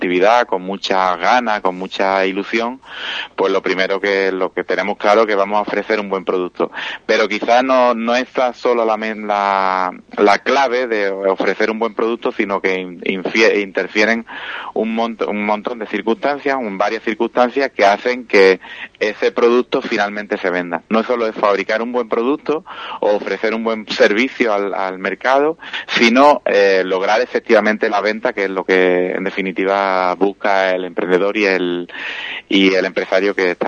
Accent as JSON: {"language": "Spanish", "town": "Villamartín", "region": "Andalusia", "country": "Spain", "said": "ahora termina también la feria de Villamartín, que yo soy de Villamartín"}